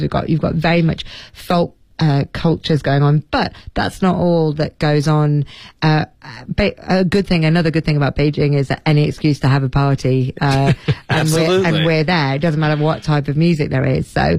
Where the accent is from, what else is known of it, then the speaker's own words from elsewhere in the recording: England, United Kingdom; because I'm English and I can't avoid Irish people